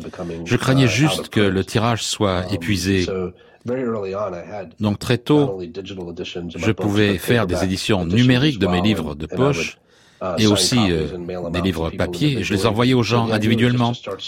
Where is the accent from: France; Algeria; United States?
United States; North Carolina; à aller dans des endroits dont j'avais entendu parler quand j'étais enfant en Caroline du Nord